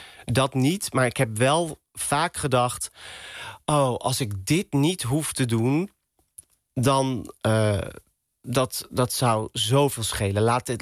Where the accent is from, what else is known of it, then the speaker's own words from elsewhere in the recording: Roosendaal, North Brabant, Netherlands; En ik kom uit Brabant. Ik ben geboren in Roosendaal.